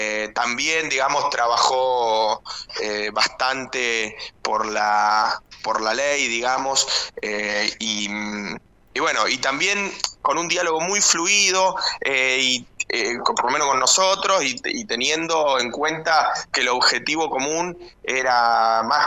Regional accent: Lomas de Zamora, Buenos Aires Province, Argentina; yo soy de Lomas, y un senador que integra la comisión de presupuesto es también de acá de Lomas.

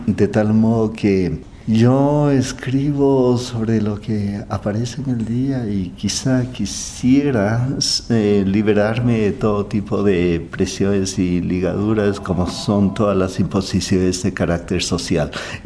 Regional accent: Ibarra, Imbabura, Ecuador; moved away as an adult; cuando yo emigré desde Ibarra, que es la ciudad natal, y vine a estudiar psicología clínica aquí.

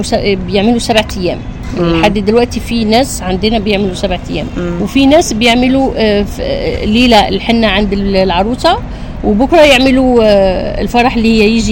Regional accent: Algeria; لا أنا أغني جزائري أكيد عشان بلادي

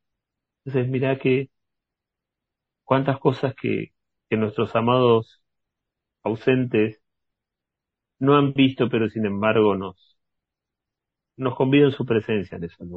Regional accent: Quilmes, Buenos Aires Province, Argentina; born there; esta ciudad donde yo nací. Entonces nací en 1976 en una ciudad que tiene el nombre de indígenas que fueron confinados.

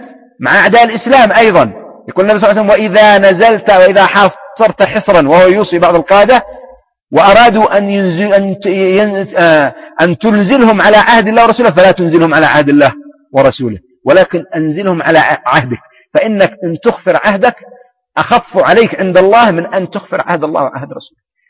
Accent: Yemen; هذه لغة صحيحة عندنا في اليمن في بلدي في منطقة، وغالبا في مناطق اليمن،

